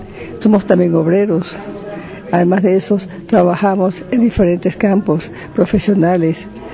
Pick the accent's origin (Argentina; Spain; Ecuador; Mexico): Ecuador; no solamente como escritora, sino como ecuatoriana.